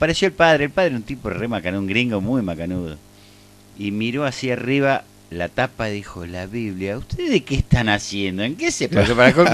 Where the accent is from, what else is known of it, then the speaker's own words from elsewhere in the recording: Rosario, Santa Fe, Argentina; Yo soy rosarino.